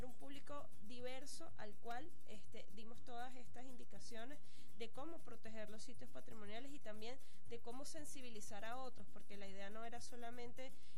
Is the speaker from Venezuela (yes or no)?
yes; Venezuela; nosotros como venezolanos.